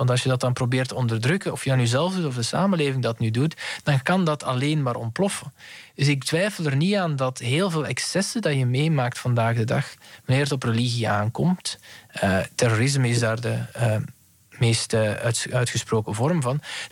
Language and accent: Dutch; Belgium; Ja. Zo zijn wij Belgen dan weer.